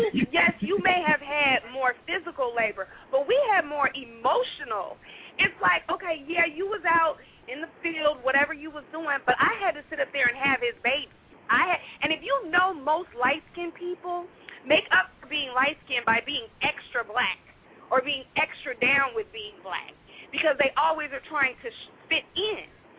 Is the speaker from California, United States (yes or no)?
yes; Los Angeles, California, United States; I grew up in Los Angeles.